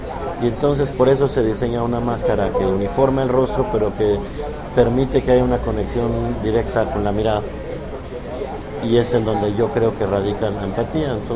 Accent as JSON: {"language": "Spanish", "country": "Mexico", "said": "o a lo que somos como mexicanos"}